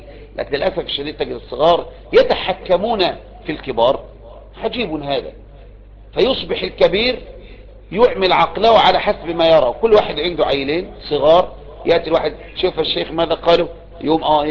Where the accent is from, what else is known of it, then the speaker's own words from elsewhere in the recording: Egypt; الدعوة عندنا في مصر